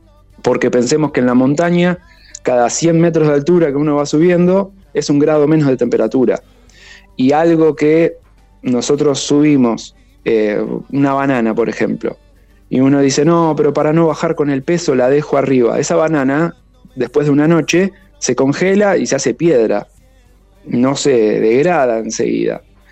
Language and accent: Spanish; Argentina; Como la Argentina, por la cuestión del cambio, resulta barata para los extranjeros, y encima tenemos los Andes con los picos más altos de América